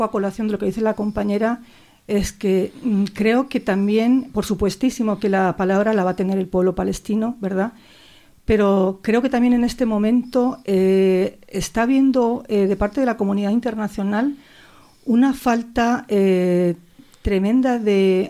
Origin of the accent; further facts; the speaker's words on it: Basque Country, Spain; Yo soy vasca y a mí me marcó toda la vida el bombardeo de Guernica